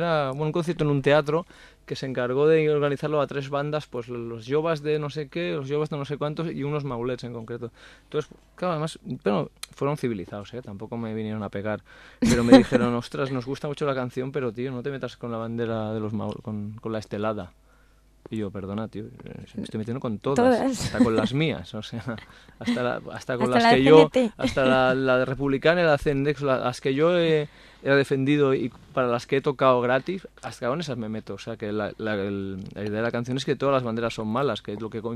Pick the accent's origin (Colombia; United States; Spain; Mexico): Spain; Barcelona, Catalonia; Yo soy de Horta, aquí al lado.